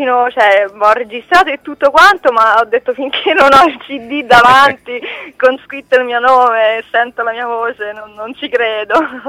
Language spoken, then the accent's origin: Italian; Rome, Lazio, Italy; sono romana, nel senso vivo a Roma, sono nata a Roma, eccetera eccetera, anche se ho origini un po' in tutta Italia.